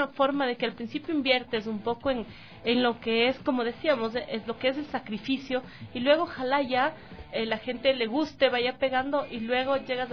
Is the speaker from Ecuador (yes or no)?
yes; Ecuador; nosotros como ecuatorianos, si tenemos un defecto